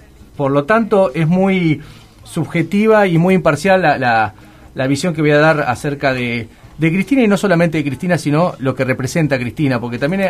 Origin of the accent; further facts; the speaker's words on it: La Plata, Buenos Aires Province, Argentina; nosotros somos de La Plata